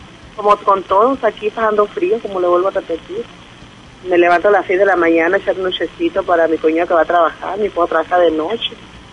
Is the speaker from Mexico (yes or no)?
yes; Guaymas, Sonora, Mexico; Nosotros somos de Guaymas, del Valle del Empalme, para adentro de los ranchos.